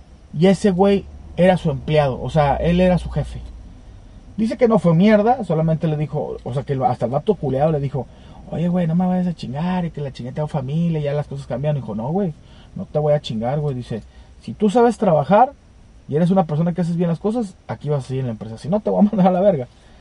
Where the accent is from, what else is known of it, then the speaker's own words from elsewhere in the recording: Monterrey, Nuevo León, Mexico; Es que soy acá de Monterrey, güey, aquí está lloviendo y luego hace frío y luego hace calor